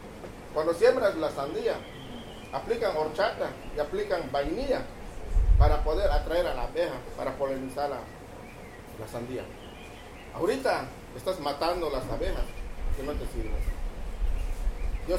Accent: Mexico; vengo del Ejido de Chen.

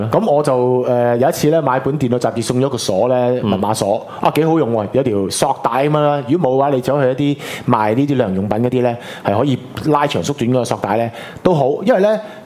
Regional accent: Hong Kong; 咁當然啦，我哋香港人佢哋話成日話你是不是中國人

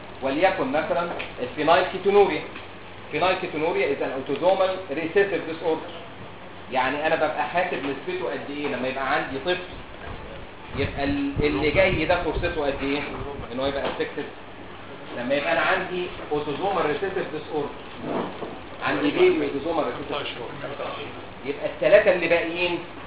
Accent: Egypt; يعني عندنا في مصر، يعني اتكلم في مصر

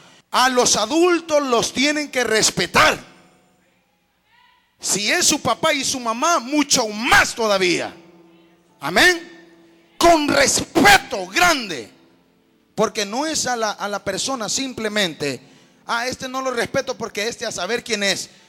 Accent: Honduras; Allá en Honduras, yo soy de Honduras, hermano.

